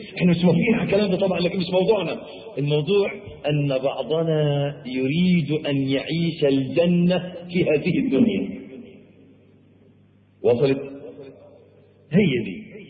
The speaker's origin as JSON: {"language": "Arabic", "country": "Egypt", "said": "عندنا في مصر"}